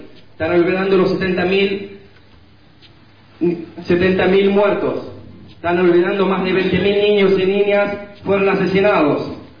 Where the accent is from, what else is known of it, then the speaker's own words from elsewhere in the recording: Gaza, Gaza Strip, Palestine; Spanish is a second language; aquí, soy palestino de Gaza.